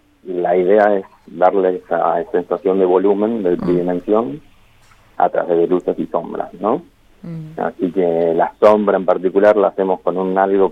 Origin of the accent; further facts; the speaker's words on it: Buenos Aires, Argentina; now in Santa Rosa, Argentina; yo soy de Buenos Aires, estoy viviendo en Santa Rosa hace unos meses solamente.